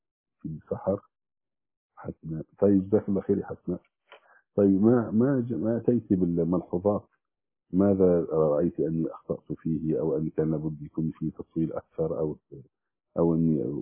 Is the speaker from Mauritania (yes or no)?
no; Damietta Governorate, Egypt; كان معي أخ من فرسكور عندنا في دمياط